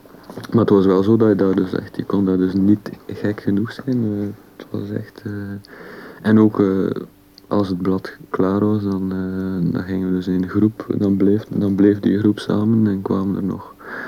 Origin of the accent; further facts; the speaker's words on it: Belgium; Vooral omdat ik als Belg en Frans.